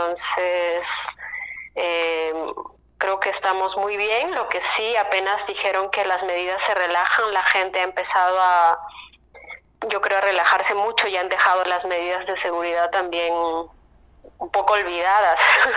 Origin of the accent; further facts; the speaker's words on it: Cusco, Peru; Sí, bueno, yo soy de Cusco.